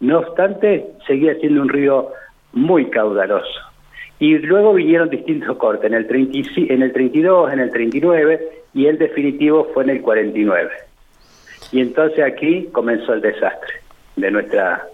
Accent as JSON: {"language": "Spanish", "town": "Victorica", "region": "La Pampa", "country": "Argentina", "tie": "born or raised there", "lives_now": "Santa Rosa, Argentina", "said": "Victorica, que es mi pueblo natal, yo viví hasta los 18 años en Victorica, luego me instalé en Santa Rosa"}